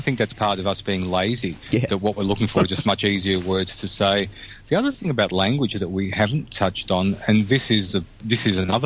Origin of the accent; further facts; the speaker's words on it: Australia; the words that I use that I take for granted that are Australian words, I don't put into that conversation